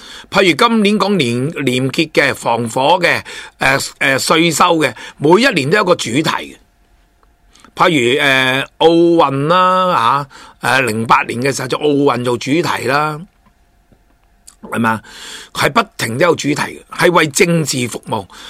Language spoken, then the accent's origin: Cantonese; Hong Kong; 令到我香港人嘅又自豪喺起嚟